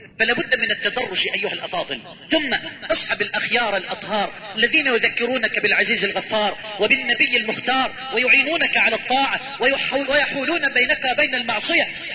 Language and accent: Arabic; Egypt; واجعل بلدنا مصر أمنا أمانا سخاء رخاء